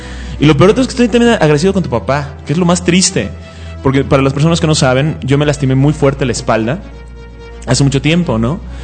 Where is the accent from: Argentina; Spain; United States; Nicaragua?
United States; now in Mexico; como fui criado en los Estados Unidos casi, tengo un sentido del humor muy americano